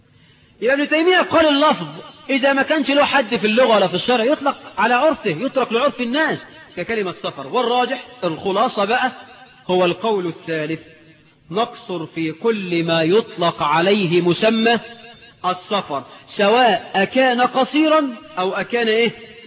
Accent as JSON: {"language": "Arabic", "town": "Suez", "region": "Suez Governorate", "country": "Egypt", "said": "اني راجل من السويس بلدي وركبت الباخرة"}